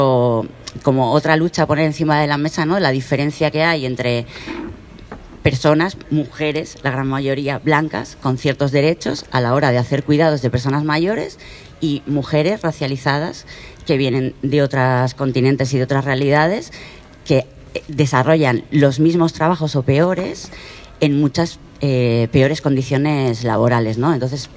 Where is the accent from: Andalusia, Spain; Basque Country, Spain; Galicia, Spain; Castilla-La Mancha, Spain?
Basque Country, Spain; Irún; vengo de Irún también, ciudad fronteriza